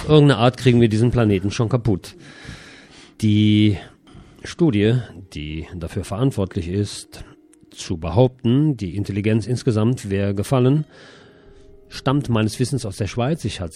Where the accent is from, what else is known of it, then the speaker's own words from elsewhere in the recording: Bonn, North Rhine-Westphalia, Germany; now in Barcelona, Spain; in meiner alten Heimat Bonn.